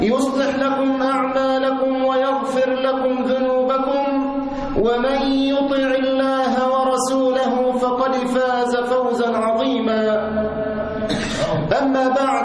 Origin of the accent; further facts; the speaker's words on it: Egypt; وخاصة بلدنا مصر في هذه الأيام